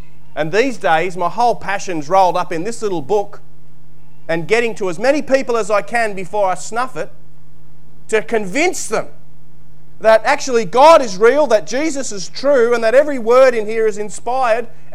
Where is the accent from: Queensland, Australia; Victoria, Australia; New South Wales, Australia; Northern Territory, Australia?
New South Wales, Australia; I was brought up in New South Wales.